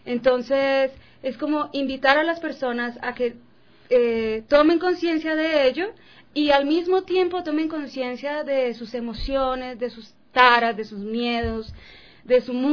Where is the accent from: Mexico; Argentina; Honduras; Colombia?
Colombia; yo vengo de Colombia y... Soy nacida en un país donde hay guerra constantemente